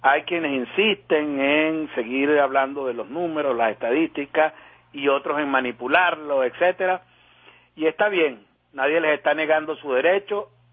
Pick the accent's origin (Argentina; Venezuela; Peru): Venezuela; nos esperanzó mucho como venezolanos